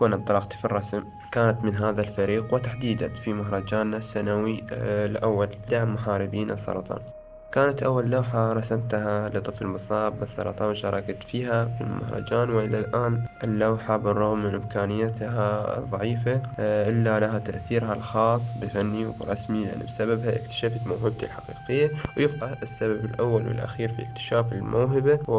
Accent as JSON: {"language": "Arabic", "country": "Iraq", "said": "رسام تشكيلي من العراق وطالب هندسة مدني من مواليد 2000"}